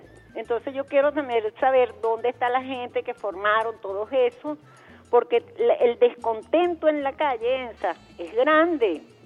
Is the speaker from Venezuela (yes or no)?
yes; Venezuela; born there; yo nací en Venezuela, tengo 64 años